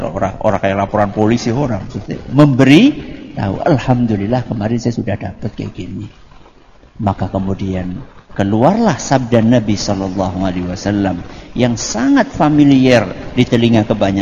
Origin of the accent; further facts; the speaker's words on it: Java, Indonesia; Karena kita ini orang Jawa. Orang Jawa itu dominan pekewuh.